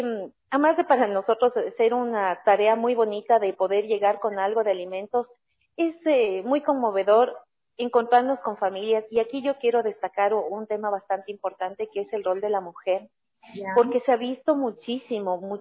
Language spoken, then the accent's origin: Spanish; Ecuador; Como país, la pandemia, nosotros como ecuatorianos realmente nos ha dejado grandes lecciones de vida.